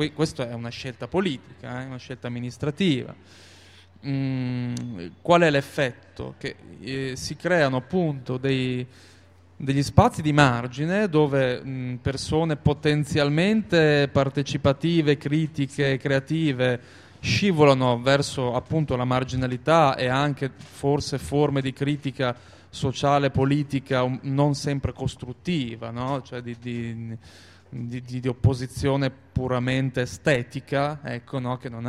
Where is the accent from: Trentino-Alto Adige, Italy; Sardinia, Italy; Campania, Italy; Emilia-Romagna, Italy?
Emilia-Romagna, Italy; now in Bologna, Italy; io per esempio vengo dalla provincia di Reggio Emilia, abito a Bologna da 15 anni e io per esempio non mi considero bolognese